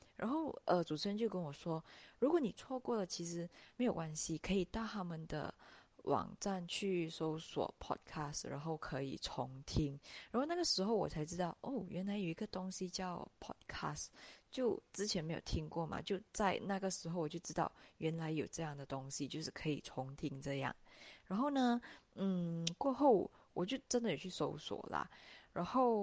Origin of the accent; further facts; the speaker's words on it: Malaysia; 然后我来自马来西亚。